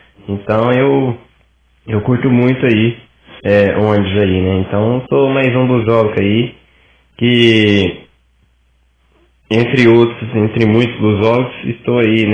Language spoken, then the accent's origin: Portuguese; Capitólio, Minas Gerais, Brazil; É, sou de Capitólio, né